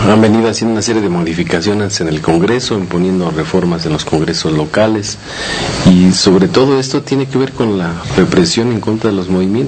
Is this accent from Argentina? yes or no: no; Mexico; salir a defender nuestros derechos como mexicanos